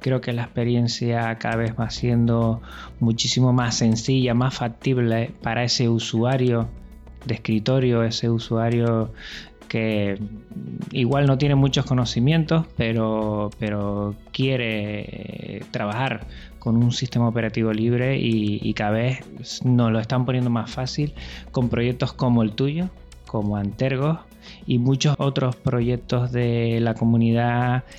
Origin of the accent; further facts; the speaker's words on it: Tenerife, Canary Islands, Spain; tú sabes que yo soy de Tenerife, de Canarias, y yo me siento que estoy entre dos aguas. Estoy en esa parte más española, pero también tengo muchas raíces hispanoamericanas. Igual hasta mi acento facilita mucho ese acercamiento.